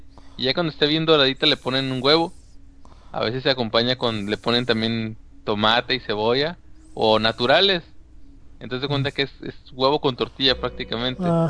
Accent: Mexico; Somos mexicanos.

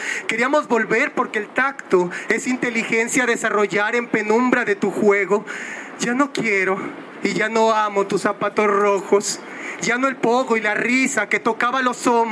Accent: Ecatepec, State of Mexico, Mexico; El Estado de México y el municipio de donde yo vengo, Ecatepec, es el número uno en homicidios de mujeres

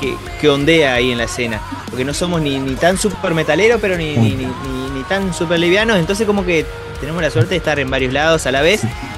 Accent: Uruguay; uno como uruguayo, con lo poquito que tiene, hace locura

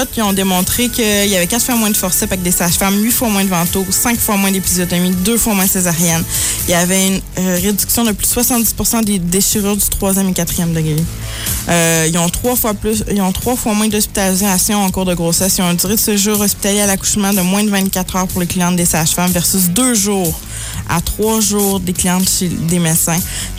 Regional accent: Quebec City, Quebec, Canada; Moi, j'étais à Blainville, je viens de Québec, là.

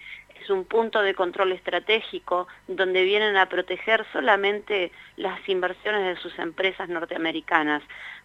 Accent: Neuquén, Argentina; nosotros somos la provincia de Neuquén

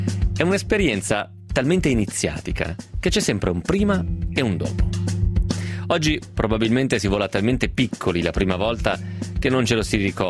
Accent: Vicenza, Veneto, Italy; Immediatamente alzai la testa, dato che riconobbi il dialetto che si parla dalle mie parti, cioè Vicenza

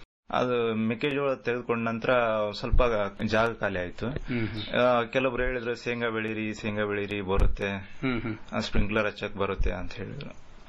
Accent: Gangavathi, Karnataka, India; Sir, ನಮ್ಮ ಸ್ವಂತ ಊರು ಗಂಗಾವತಿ.

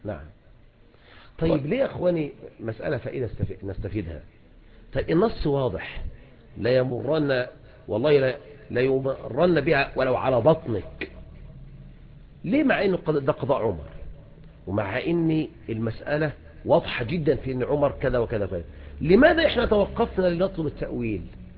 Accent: Egypt; هنا احنا في مصر لا يتعلق شيء اذن بذلك

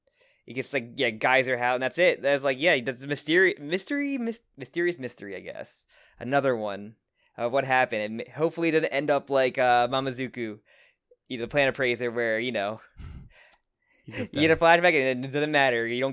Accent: New Jersey, United States; As you could tell, we are like … we are from New Jersey, and we do not know Hawaiian names.

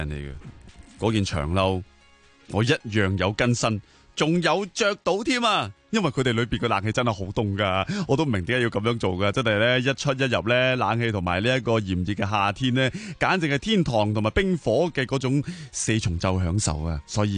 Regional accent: China; 又引证咗我哋中国人嗰句说话

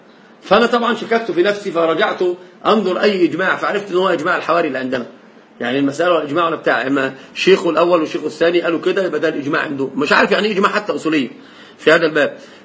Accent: Egypt; عندنا في مصر لف ودوران

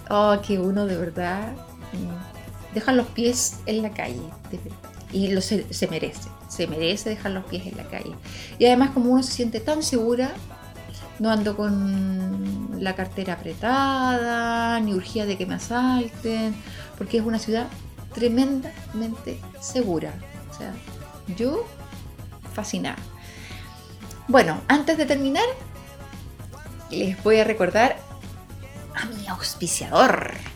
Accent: Chile; todo lo mejor para mi pueblo chileno, que de esta vamos a salir

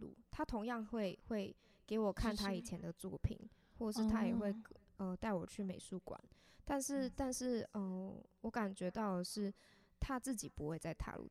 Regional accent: Taipei, Taiwan; 毕竟我是个台北人

